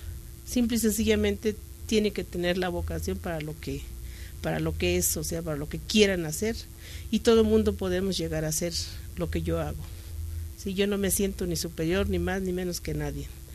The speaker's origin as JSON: {"language": "Spanish", "town": "Villa Nicolás Romero", "region": "State of Mexico", "country": "Mexico", "said": "Yo vengo de adelante de Atizapán de Zaragoza. Es Villa Nicolás Romero exactamente de donde yo vengo."}